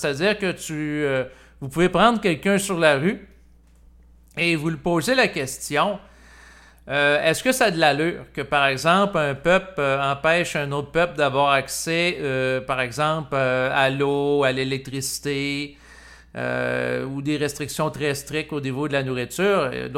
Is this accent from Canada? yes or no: yes; Canada; born there; Moi, en tant qu'individu, je suis né au Canada